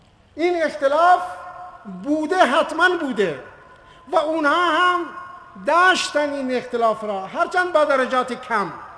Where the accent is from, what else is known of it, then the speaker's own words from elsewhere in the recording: Iran; ما که ایرانی هستیم، آزادیم، به همه ایران بریم ببینیم